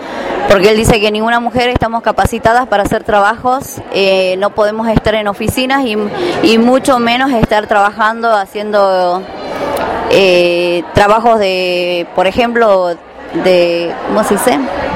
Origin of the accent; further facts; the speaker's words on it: San Salvador de Jujuy, Jujuy, Argentina; vengo de San Salvador de Jujuy, capital.